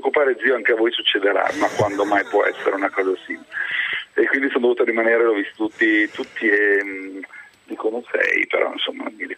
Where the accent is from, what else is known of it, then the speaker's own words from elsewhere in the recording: Milan, Lombardy, Italy; Io sono cresciuto a Milano